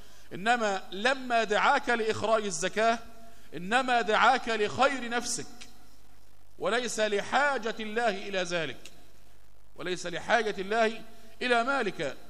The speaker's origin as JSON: {"language": "Arabic", "country": "Egypt", "said": "خد بالك إن الناس كانوا إلى دخول الاستعمار البريطاني عندنا في مصر كانوا يتعاملون بالذهب والفضة"}